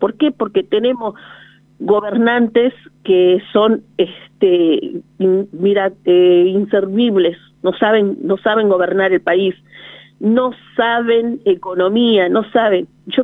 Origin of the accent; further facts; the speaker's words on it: Jujuy, Argentina; Yo me sumo porque soy jujeña. Y también soy de ese pueblo aborígenes, descendiente de los Toara